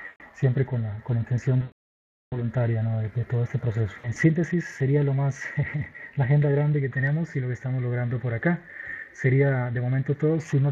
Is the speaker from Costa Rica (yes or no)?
yes; Alajuela, Costa Rica; Alajuela, que es donde mi ciudad natal